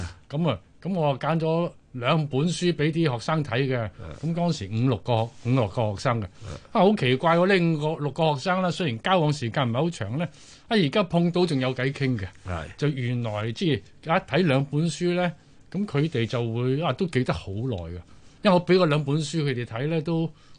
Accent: Guangdong, China; 就翻翻我鄉下，我潮汕人

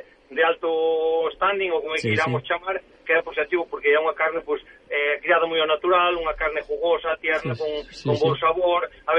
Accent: Galicia, Spain; a ver, eu como galego tamén, a ver, Galicia cría non só ternera boa

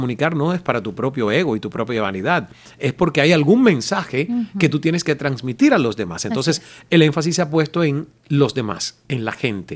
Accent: Santiago de Cuba, Cuba; Santiago de Cuba, mi provincia natal.

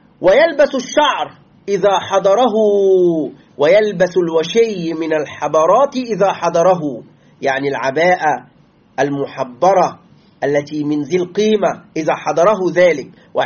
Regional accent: Egypt; تعرف نحن الآن عندنا في مصر كمصريين، كما يعلم إخواننا المصريين، نأكل يعني العيش، نسمي الخبز نسميه عيش

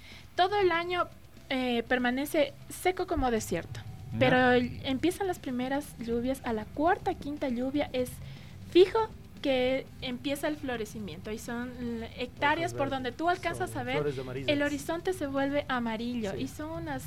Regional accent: Loja, Ecuador; now in Quito, Ecuador; Siempre he tenido, desde que inicié acá en Quito, siempre he tenido la ilusión de rodar a mi tierra, de rodar a Loja.

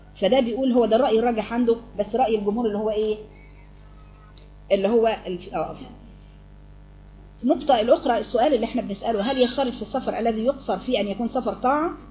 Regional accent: Alexandria, Alexandria Governorate, Egypt; لكن انا من اسكندريه.

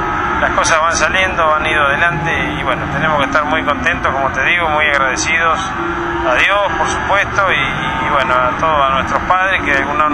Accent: Olavarría, Buenos Aires Province, Argentina; Hay hacienda ahí de Olavarría, porque soy de Olavarría

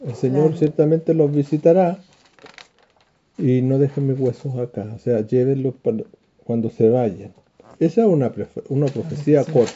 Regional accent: Chile; nosotros como chilenos, les dije una vez que hicieran esa tarea

